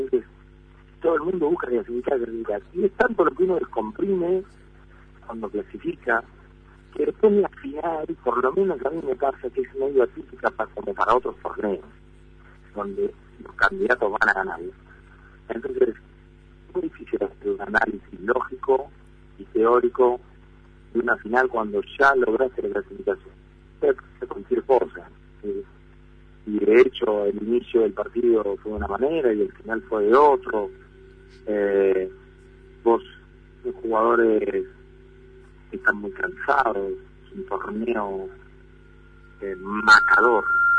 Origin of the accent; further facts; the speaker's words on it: Argentina; Y que somos de ahí, y que somos de Argentina